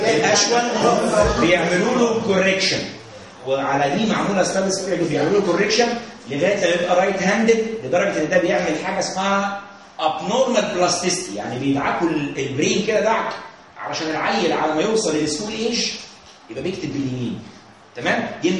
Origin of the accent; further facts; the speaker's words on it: Egypt; بصوا يا جماعه احنا مصريين كويس كلنا مع بعض، ما فيهاش حد فرنساوي